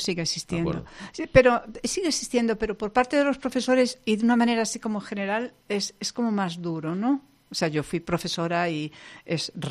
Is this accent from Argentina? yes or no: no; Galicia, Spain; first language Galician; Spanish is a second language; mi primera lengua es el gallego. Y es una lengua en la que me siento muy cómoda y muy bien.